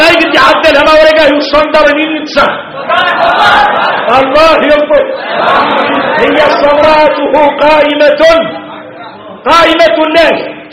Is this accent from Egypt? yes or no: no; Mauritania; اي احنا موريتاني حارنا متين العود اللون في قاموس الحسانية